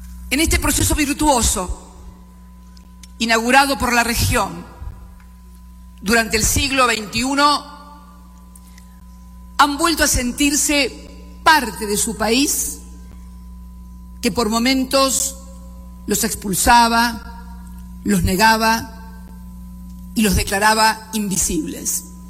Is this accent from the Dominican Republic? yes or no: no; Argentina; el impacto que tuvo en mi país, en la República Argentina